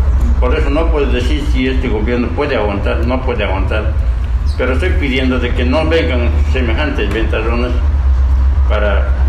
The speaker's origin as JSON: {"language": "Spanish", "country": "Bolivia", "said": "las Fuerzas Armadas juegan un papel en mi país, en Bolivia"}